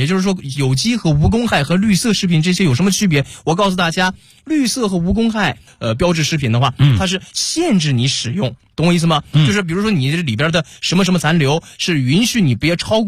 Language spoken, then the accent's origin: Chinese; Northeast China, China; 咱们东北人说这个姑爷进门小鸡断魂